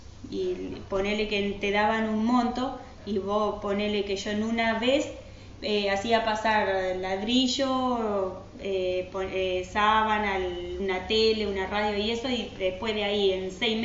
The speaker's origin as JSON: {"language": "Spanish", "region": "Misiones", "country": "Argentina", "tie": "born there", "said": "De Misiones se vinieron acá a Buenos Aires también, después volvieron otra vez y así terminé naciendo en Misiones."}